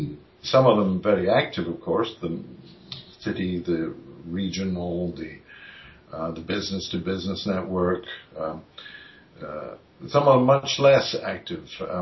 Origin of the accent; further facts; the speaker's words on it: United Kingdom; moved away as an adult; now in Comox Valley, Canada; Originally, though, I grew up in the United Kingdom. I was Scottish, and then I was English, and I went to various universities in England as a physicist, a business degree, teaching qualification. But then I ended in Canada